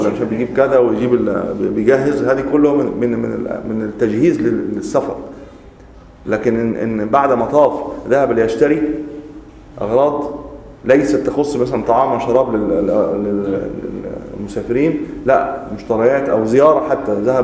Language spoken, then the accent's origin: Arabic; Egypt; لكن إحنا عندنا في مصر تحديدا مشهورين